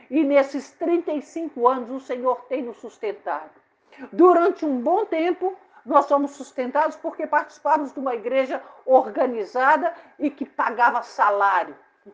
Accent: Minas Gerais, Brazil; Sou mineira, né? Mineira adora queijo.

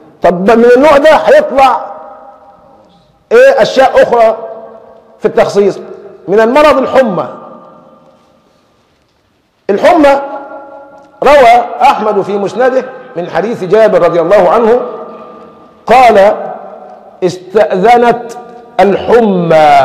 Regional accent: Egypt; يعني قباء لنا كمصريين قبل المدينة ولا في أول مدينة من يمة النجد؟

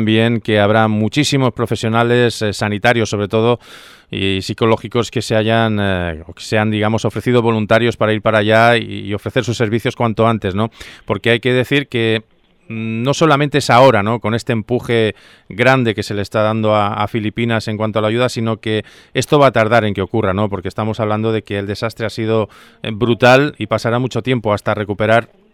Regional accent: Spain; ¿Somos solidarios los españoles ante situaciones como esta?

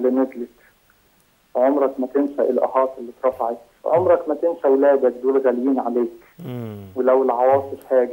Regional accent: Jordan; من الاردن اتمنى تكون فاكرني

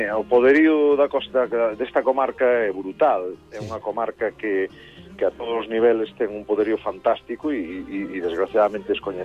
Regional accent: Galicia, Spain; Si somos galegos é porque e temos un carácter como que temos e nos definimos no mundo como especiais, o Atlántico influye moito.

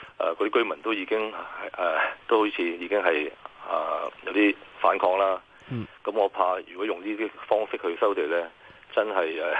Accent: New Territories, Hong Kong; 咁我哋你知祖堂就係我哋新界人

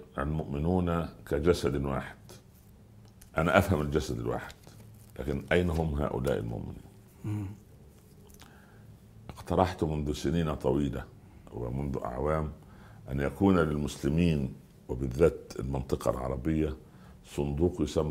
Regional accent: Iraq; أنا من العراق والعراق مني.

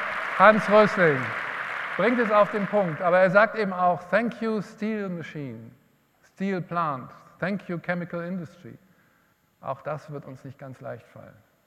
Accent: Hesse, Germany; mein Heimatland Hessen auch

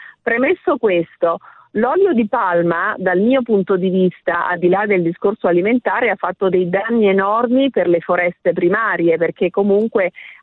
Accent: Bussolengo, Veneto, Italy; born there; Io sono nata a Verona, cioè a Bussolengo ovviamente, ma per caso, per cui comunque ho un legame forte con Verona perché i miei nonni sono sempre stati a Verona

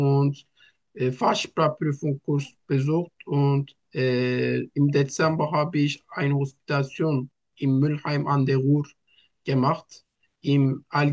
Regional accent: Turkey; Ich komme aus der Türkei. Ich bin 34 Jahre alt.

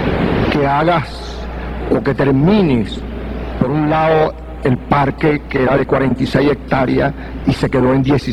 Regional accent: Caracas, Capital District, Venezuela; Yo me crié aquí en Catia. Yo llegué aquí a los 5 años. Yo venía del cementerio. Y toda mi imaginación, mi cultura nació aquí.

